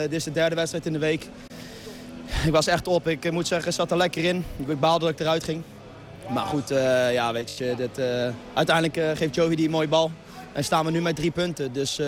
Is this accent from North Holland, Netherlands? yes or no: no; The Hague, South Holland, Netherlands; Ja, ik ben zelfs Hagenese.